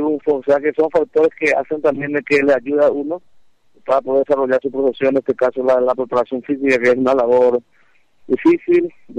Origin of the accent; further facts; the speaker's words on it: Atyrá, Cordillera, Paraguay; also born or lived in San Lorenzo; yo nací en Atirá en el año 1964, y prácticamente hice todo lo que corresponde a la etapa primaria. A muy temprana edad, yo me mudé con mis tíos y abuelos en San Lorenzo.